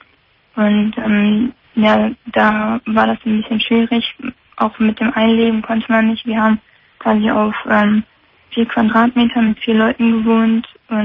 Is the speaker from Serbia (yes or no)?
no; Chechnya, Russia; now in Germany; Ich komme aus Tschetschenien, lebe mittlerweile seit fast 17 Jahren in Deutschland.